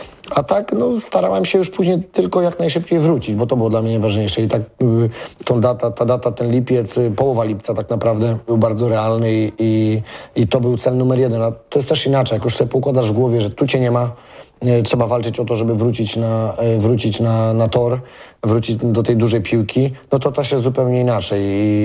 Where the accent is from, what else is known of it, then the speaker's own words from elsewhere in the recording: Płock, Masovian Voivodeship, Poland; Tak, tu Słupno-Płock, bo można powiedzieć, że w Płocku byłem urodzony i wychowany